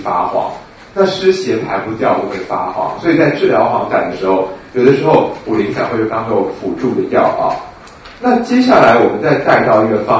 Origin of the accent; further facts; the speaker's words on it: Taiwan; 还是说我们台湾人都讨厌啊？